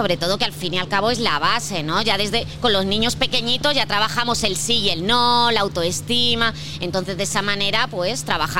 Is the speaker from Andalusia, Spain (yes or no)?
no; Alcalá de Henares, Community of Madrid, Spain; principalmente trabajamos en Alcalá de Henares, ¿no? Porque, bueno, pues somos de aquí, somos del barrio, ¿no?